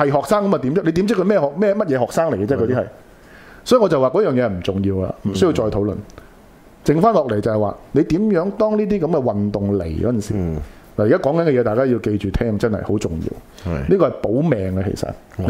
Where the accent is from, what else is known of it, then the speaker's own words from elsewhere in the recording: Hong Kong; 我覺得係作為香港人點樣面對呢啲嘢先緊要